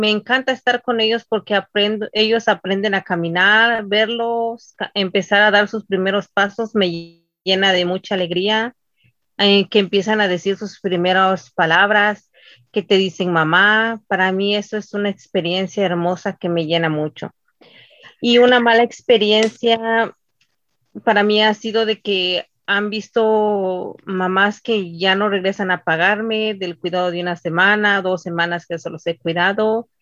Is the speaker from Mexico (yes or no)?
yes; Oaxaca, Mexico; Soy del estado de Oaxaca. Soy casada.